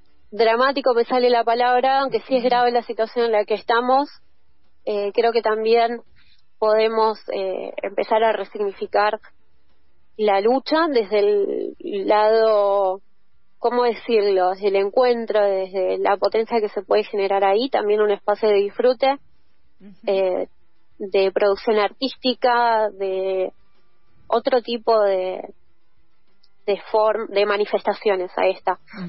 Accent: Patagonia, Argentina; En la Patagonia, por ejemplo, yo vivo, soy de la Patagonia, y las distancias geográficas son muy grandes.

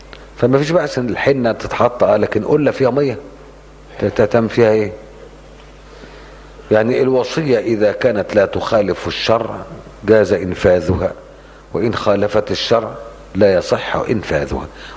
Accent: Upper Egypt, Egypt; زي عندنا في الصعيد.

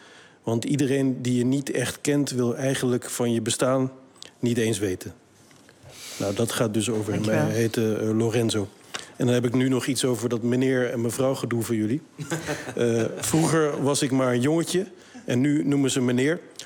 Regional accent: Rotterdam, South Holland, Netherlands; want ik kom dus uit Rotterdam-Zuid. Daar ben ik opgegroeid en geboren. En ik woon nu in Rotterdam-West.

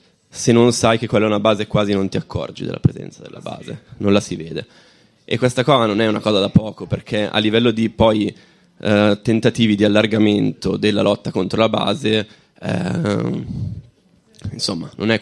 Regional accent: Lombardy, Italy; anch'io vengo dalla provincia di Varese e ho seguito, diciamo, tutto quello che possono essere delle lotte antimilitariste nel territorio

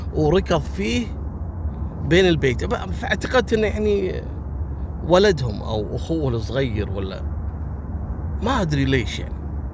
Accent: Kuwait; حصلت عندنا في الكويت في فتاة أردنية

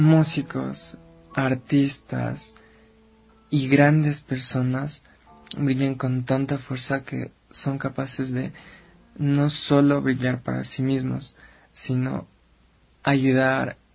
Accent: Ecuador; yo creo que es una experiencia muy, muy, muy, muy grata para todos, como compositores y como ecuatorianos.

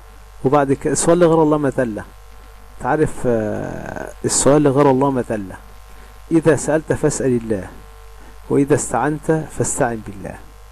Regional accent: Egypt; اللي هم عندنا في مصر يقول لك إيه ده

